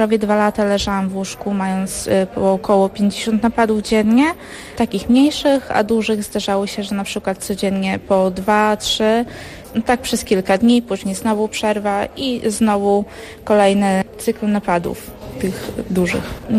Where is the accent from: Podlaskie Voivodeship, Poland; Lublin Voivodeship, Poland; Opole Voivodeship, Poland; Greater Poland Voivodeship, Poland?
Podlaskie Voivodeship, Poland; Hajnówka; jestem z Hajnówki.